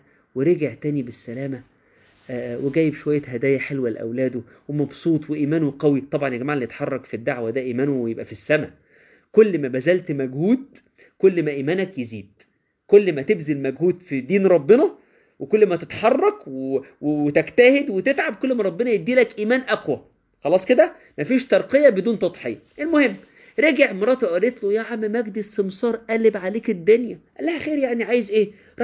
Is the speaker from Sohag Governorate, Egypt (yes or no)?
no; Minya Governorate, Egypt; انا بفتخر ان انا من الارياف يا جماعه، انا من ارياف المنيا.